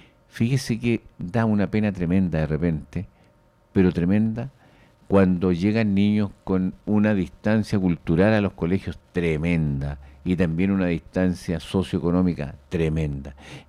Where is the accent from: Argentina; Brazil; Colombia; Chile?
Chile; Pero esa es una labor básica, fundamental, como chileno